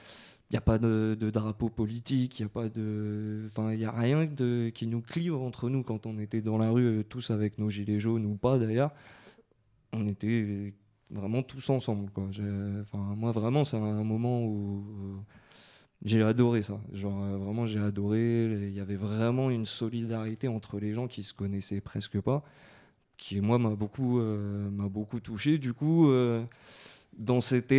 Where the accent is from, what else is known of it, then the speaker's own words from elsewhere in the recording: Montreuil, Île-de-France, France; Je suis de Montreuil, j'habite à Croix-de-Chavaux depuis toujours.